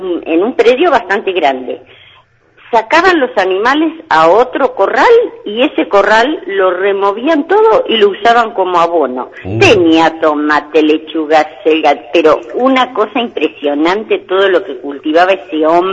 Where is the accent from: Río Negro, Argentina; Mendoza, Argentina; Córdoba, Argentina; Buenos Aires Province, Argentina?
Buenos Aires Province, Argentina; Pedro Luro; No, no, nosotros somos de Pedro Luro.